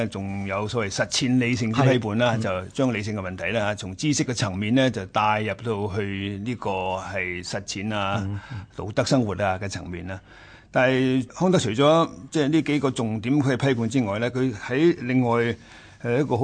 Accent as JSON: {"language": "Cantonese", "country": "China", "said": "呢、這个就系我哋中国人所谓嘅。择善嘅意思啦"}